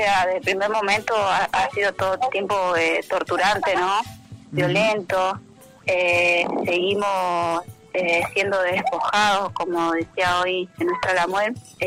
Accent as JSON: {"language": "Spanish", "town": "Viedma", "region": "Río Negro", "country": "Argentina", "tie": "born there", "said": "Yo soy, mi lugar de origen es Río Negro, Viedma, Carmen de Patagones, donde yo nací. Mi familia viene de la meseta Sumuncura, soy mapuche. Toda mi remá, mi familia es mapuche."}